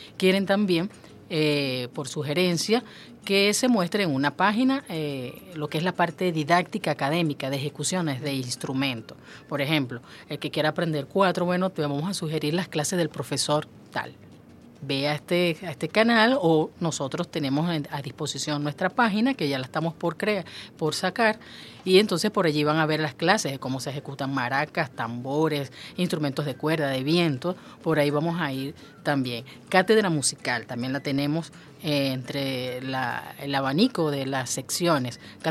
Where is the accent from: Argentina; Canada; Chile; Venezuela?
Venezuela; Barcelona, Anzoátegui; Él nació en Barcelona, Estado Anzoátegui, mi tierra natal